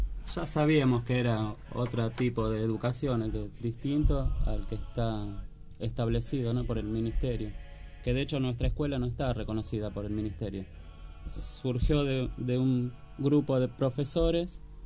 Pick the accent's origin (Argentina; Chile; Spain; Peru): Chile; Antofagasta; de Antofagasta.